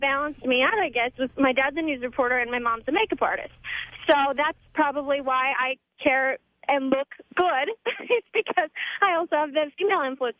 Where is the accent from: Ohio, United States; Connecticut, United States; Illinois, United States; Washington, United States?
Washington, United States; Maybe they were. And I'm from Washington, and we have two female senators as well, Maria Cantwell and Senator Patty Murray.